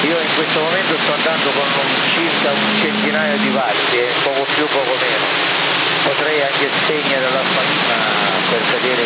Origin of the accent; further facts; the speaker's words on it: Sicily, Italy; Vengo dalla provincia di Catania, a 20 km da KM da Catania. Una cittadina chiamata Santa.